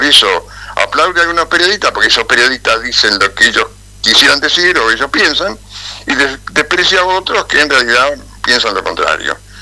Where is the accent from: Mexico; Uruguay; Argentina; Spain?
Uruguay; Montevideo; moved away as an adult; also born or lived in Canelones; yo soy montevideano, ¿no? En realidad nací en Montevideo, después viví en Canelones, pero estuve siempre, hasta que me vine acá cuando tenía 28 años, mi mundo era Montevideo.